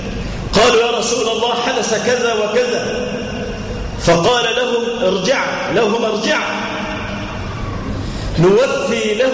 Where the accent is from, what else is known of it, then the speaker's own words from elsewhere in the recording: Egypt; لا سيما في بلادنا مصر